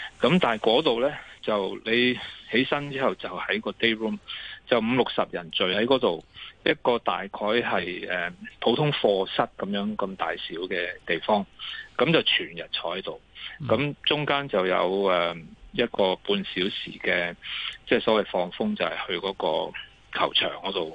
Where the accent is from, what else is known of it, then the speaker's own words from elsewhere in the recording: Hong Kong; 你谂下，我哋香港人咧，如果系被拘留咧